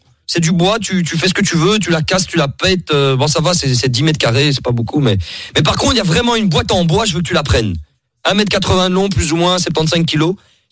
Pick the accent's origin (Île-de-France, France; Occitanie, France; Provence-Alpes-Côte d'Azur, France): Provence-Alpes-Côte d'Azur, France; Marseille; De base, moi, je viens de Marseille